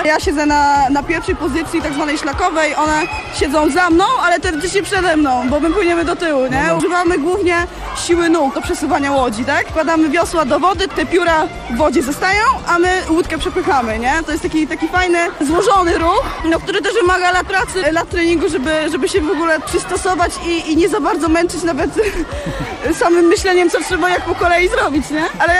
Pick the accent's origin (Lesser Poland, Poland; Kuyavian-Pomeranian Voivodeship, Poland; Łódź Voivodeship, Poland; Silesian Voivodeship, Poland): Kuyavian-Pomeranian Voivodeship, Poland; Toruń; Z Torunia.